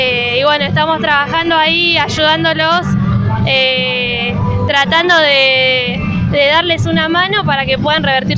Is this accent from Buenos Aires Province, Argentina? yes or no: yes; Caseros, Buenos Aires Province, Argentina; yo soy de Caseros, ahí tenemos un merendero